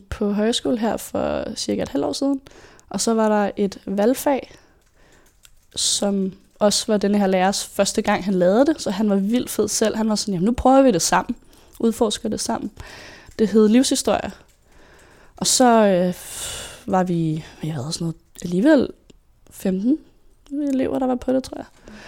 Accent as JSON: {"language": "Danish", "town": "Søborg", "region": "Capital Region of Denmark", "country": "Denmark", "tie": "born or raised there", "said": "Jeg er født og opvokset i Søborg"}